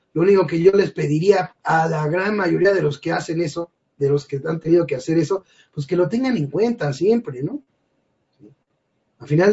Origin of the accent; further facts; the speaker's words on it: Mexico; yo no he visto una sola ganancia para mí como mexicano.